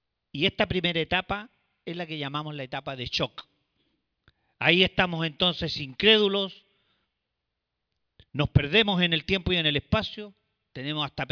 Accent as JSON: {"language": "Spanish", "country": "Chile", "said": "nosotros también como chilenos estamos afectados por este tipo de tragedias"}